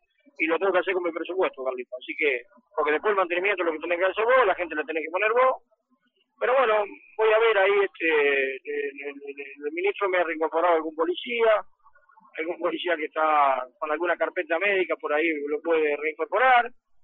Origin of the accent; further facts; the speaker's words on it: Roque Pérez, Buenos Aires Province, Argentina; lucho para que mi pueblo esté en los mejores pueblos de la provincia de Buenos Aires